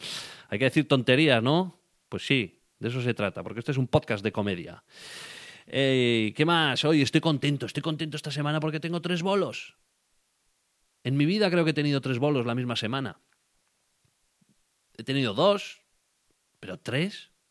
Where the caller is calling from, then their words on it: Gautegiz Arteaga, Basque Country, Spain; hablando desde Gauteguizarteaga, el corazón de Urdaibai, el corazón de Vizcaya, tu corazón partido.